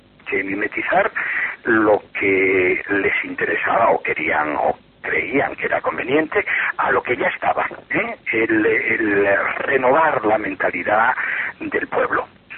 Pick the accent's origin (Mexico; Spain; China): Spain; Vigo, Galicia; born there; yo soy, nací en Vigo, y soy por tanto gallego y no ejerzo mucho de gallego, pero vamos, me gusta mucho mi tierra.